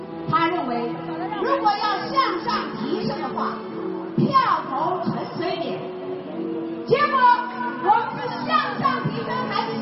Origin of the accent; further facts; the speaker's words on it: Taiwan; 带给我们台湾人民非常耻辱的8年